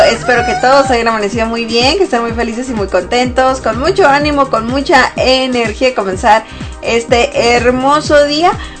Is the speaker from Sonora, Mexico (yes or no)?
yes; Sonora, Mexico; algo más típico de mi tierra, ¿no? De allá de Sonora.